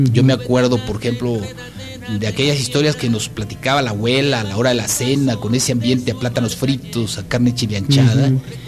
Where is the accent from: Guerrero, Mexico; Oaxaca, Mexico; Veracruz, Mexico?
Veracruz, Mexico; Jáltipan; Veracruz es un estado musical por excelencia. Desde que naces estás escuchando música por todos lados. Y luego mi pueblo, que fue también así como un centro así cultural, Jaltipan